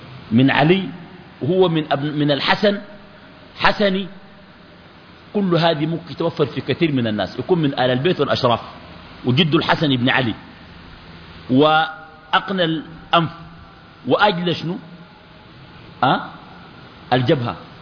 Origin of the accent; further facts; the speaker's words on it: Sudan; يا إخواننا في ناس يدعوا المهدية كتار، يعني عندنا في السودان